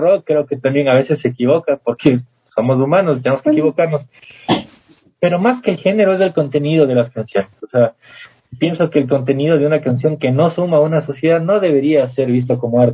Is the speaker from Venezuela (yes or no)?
no; Costa, Peru; yo soy costeño y en la costa la mayoría de las personas son de música tropical, éramos muy pocos rockeros, al menos en el pueblo donde yo vivía.